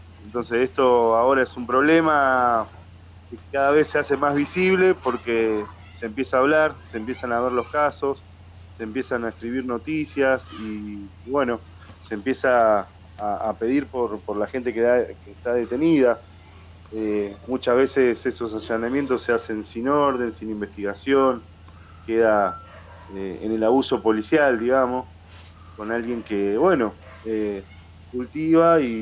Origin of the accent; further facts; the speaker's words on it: La Plata, Buenos Aires Province, Argentina; Bueno, yo pertenezco, soy de La Plata